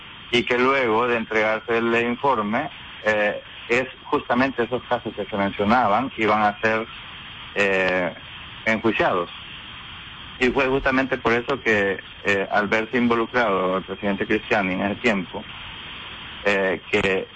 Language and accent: Spanish; El Salvador; moved away; expresar nuestras inquietudes como comunidad salvadoreña en el exterior sobre los atropellos a la justicia en nuestro país.